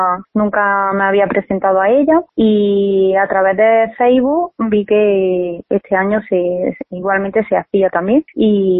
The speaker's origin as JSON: {"language": "Spanish", "town": "Alhama", "country": "Spain", "tie": "born or raised there", "said": "yo sigo vinculada a Alhama totalmente, vamos. Y, por supuesto, mis padres están allí, mi familia está allí y yo voy asiduamente y mi pueblo me tira muchísimo."}